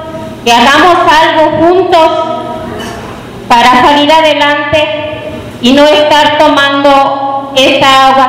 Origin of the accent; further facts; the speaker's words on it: San Diego de la Unión, Guanajuato, Mexico; vengo del municipio de San Diego de la Unión